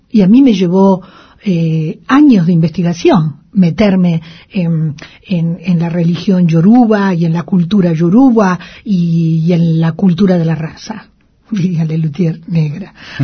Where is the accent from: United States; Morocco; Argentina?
Argentina; now in Spain; Pero yo no me comporté como una argentina melancólica. Además, tengo que reconocer que yo me quedo en Cataluña porque me pongo de novia.